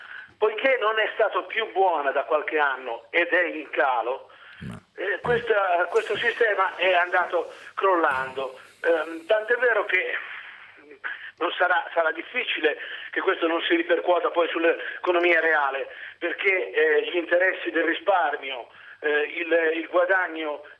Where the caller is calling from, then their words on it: Prato, Tuscany, Italy; Ah, non sono da Reggio Emilia, da Prato.